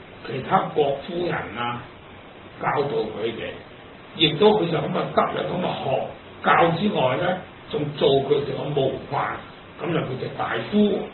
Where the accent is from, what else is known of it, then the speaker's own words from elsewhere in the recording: China; 我哋中國人中意過年講好話